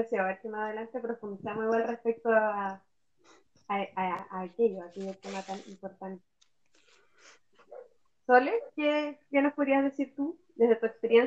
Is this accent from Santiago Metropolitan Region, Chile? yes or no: no; Valparaíso, Chile; also born or lived in Punta Arenas; now in Puerto Montt, Chile; Soy nacida en Punta Arenas, buena vida en Valparaíso y ahora aquí en Puerto Montt.